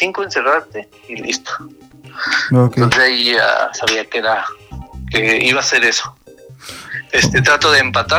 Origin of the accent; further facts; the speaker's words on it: Mexico; soy el primer mexicano de Mobile.